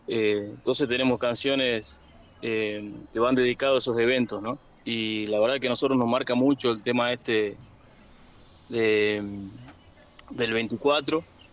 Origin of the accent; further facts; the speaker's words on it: Palpalá, Jujuy, Argentina; yo sí tengo vecinos, yo soy de Palpalá.